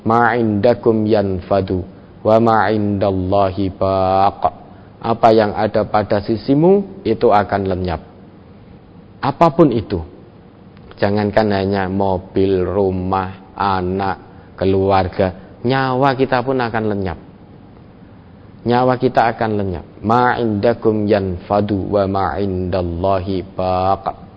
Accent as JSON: {"language": "Indonesian", "region": "Java", "country": "Indonesia", "said": "Kalau bahasa kita orang Jawa mungkin bisa dengan bahasa kromo kalau kita bisa."}